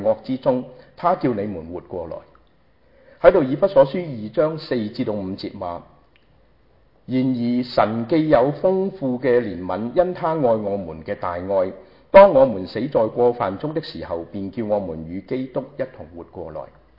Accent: Guangdong, China; 学我们广东人话斋

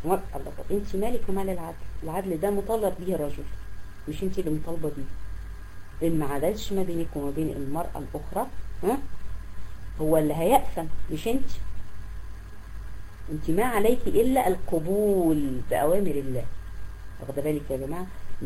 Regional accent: Egypt; في عندنا في مصر هنا في قرى الصعيد

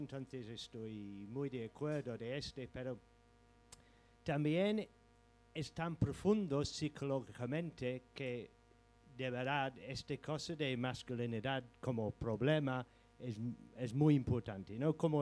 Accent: England, United Kingdom; first language en; Spanish is a second language; mira, yo soy inglés, hablo inglés, no castellano, como es obvio.

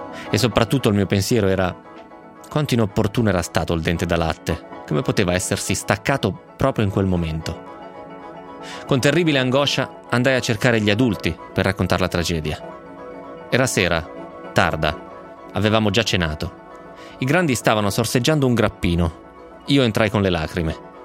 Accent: Romentino, Piedmont, Italy; Io l'avevo vinto a un banco di beneficenza a Romentino, al mio paese.

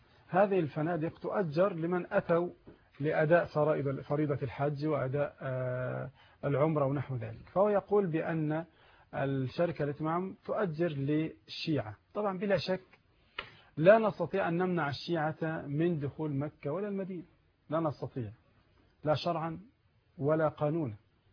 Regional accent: Egypt; البنوك عندنا في مصر ثلاثه اقسام

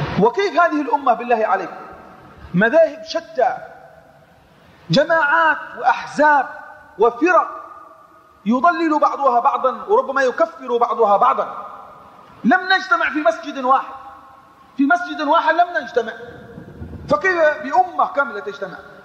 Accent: Yemen; عندنا في اليمن مثلا

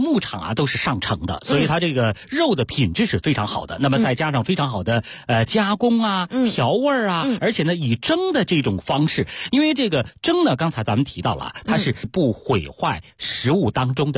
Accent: Beijing, China; 我们北京人特别爱吃红烧味的啊。

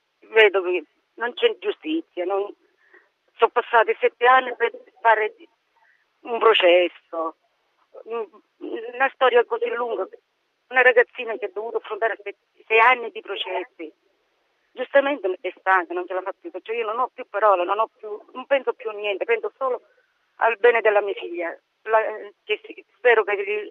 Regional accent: Tarquinia, Lazio, Italy; noi siamo di Tarquinia.

